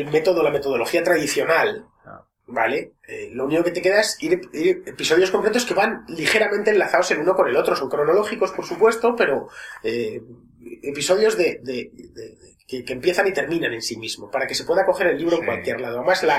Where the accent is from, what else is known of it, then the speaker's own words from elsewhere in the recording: Spain; aunque no queramos serlo, somos españoles, y no hay más, y no pasa nada por serlo.